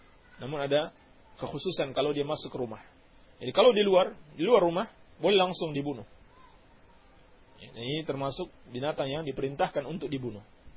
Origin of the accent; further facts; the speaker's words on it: Banjar, Indonesia; …. Saya dari Banjar.